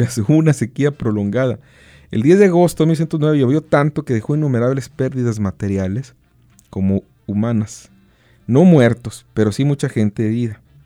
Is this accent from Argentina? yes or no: no; Santa Catarina, Nuevo León, Mexico; Yo no soy de Lampazos, soy de Santa Catarina, pero quiero mucho Lampazos.